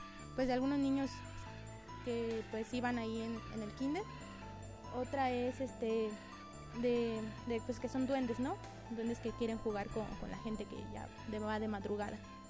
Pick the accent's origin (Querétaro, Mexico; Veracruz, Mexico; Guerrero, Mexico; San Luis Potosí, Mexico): San Luis Potosí, Mexico; Valle del Maíz; en este caso yo soy del Valle del Maíz. En el Valle del Maíz se dice que en uno de sus callejones hay muchos duendes